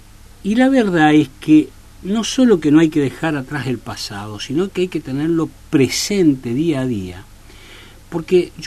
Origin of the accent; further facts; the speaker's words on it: Argentina; siempre digo que me siento orgulloso como argentino de que mi país, que Argentina